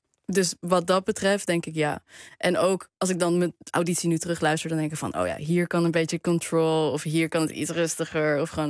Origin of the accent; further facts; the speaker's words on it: Arnhem, Gelderland, Netherlands; Want ik kom uit Arnhem, ben er opgegroeid.